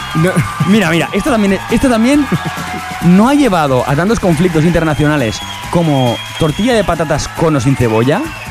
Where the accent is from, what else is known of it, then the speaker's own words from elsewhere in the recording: Fraga, Aragon, Spain; Es lo que hay, somos de Fraga, chique.